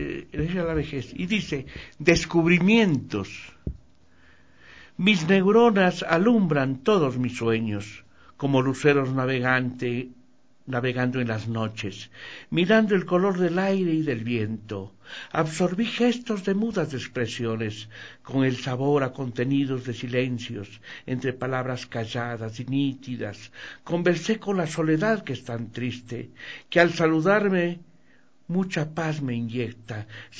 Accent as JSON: {"language": "Spanish", "town": "Riobamba", "region": "Chimborazo", "country": "Ecuador", "said": "hablo de Riobamba, que es mi tierra, hablo del país, del Ecuador"}